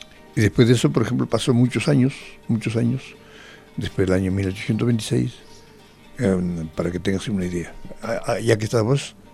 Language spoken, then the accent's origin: Spanish; Peru; Mirá que yo soy peruano, ¿eh?